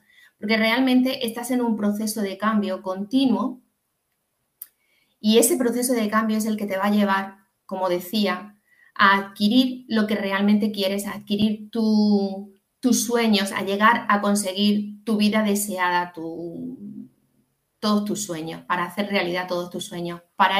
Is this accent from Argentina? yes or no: no; Andalusia, Spain; como se dice en mi tierra, en Andalucía, en el 15.